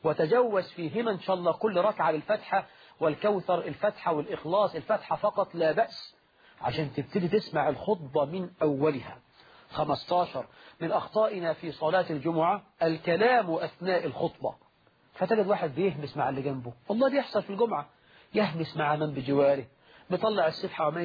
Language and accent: Arabic; Egypt; وهذا يحصل في بعض المساجد في الريف عندنا في مصر